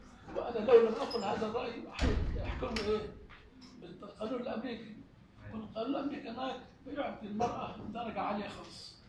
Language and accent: Arabic; Egypt; لكن عندنا في مصر لا توجد مشاكل تعصبية في المذهب